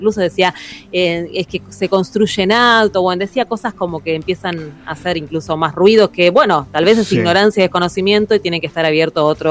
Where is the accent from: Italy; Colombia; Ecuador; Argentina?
Argentina; Buenos Aires; Para seguir demostrando que somos muy porteños